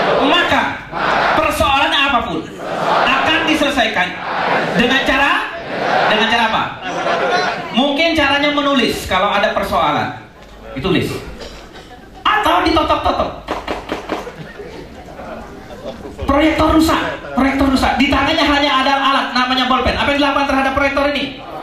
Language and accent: Indonesian; Bondowoso, East Java, Indonesia; Saya orang kampung. Saya lahir di kampung di kota Bondowoso.